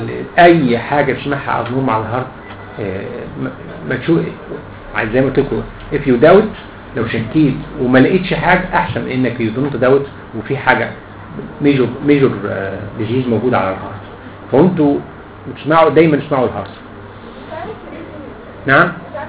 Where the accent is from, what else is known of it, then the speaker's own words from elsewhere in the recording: Egypt; ده السيستمز اللي ماشي عندنا في مصر في كل العالم في كل الجمهوريه